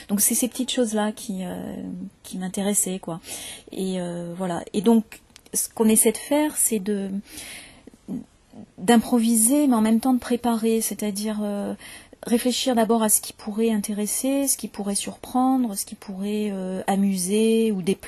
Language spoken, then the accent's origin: French; Paris, Île-de-France, France; born there; accent: standard French; now in Marseille, France; Vous entendrez un accent plutôt comme le mien, parce que moi je suis née à Paris et je me suis installée à Marseille il y a une quinzaine d'années. Donc mon accent a un petit peu changé, mais globalement c'est quand même un accent très standard.